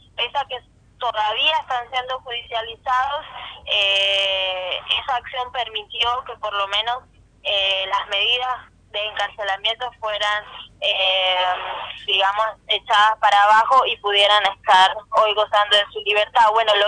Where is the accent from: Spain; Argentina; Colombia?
Colombia; los derechos que tenemos como colombianos y colombianas de participación política